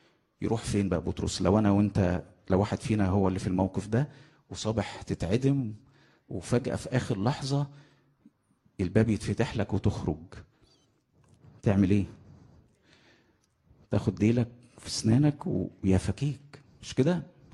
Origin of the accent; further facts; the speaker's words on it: Egypt; accent: Egyptian; في لهجتنا المصرية عندنا كلمتين